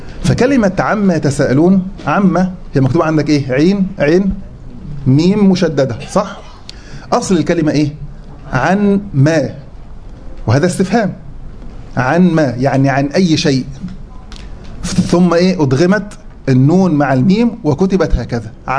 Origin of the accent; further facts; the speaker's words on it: Egypt; احنا عندنا في مصر نقول عليه ربع